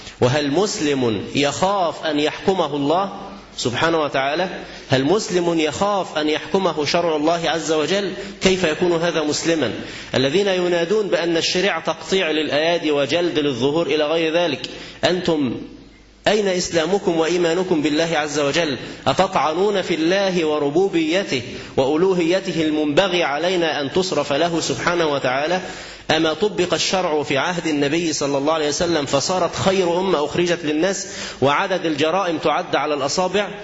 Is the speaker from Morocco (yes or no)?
no; Egypt; وقد من الله عز وجل على بلدنا مصر بتغيير النظام،